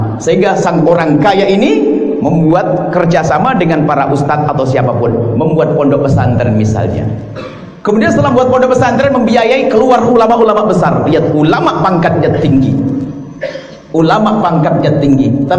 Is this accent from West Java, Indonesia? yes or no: yes; Cirebon, West Java, Indonesia; Saya dari Cirebon ke Singkawang.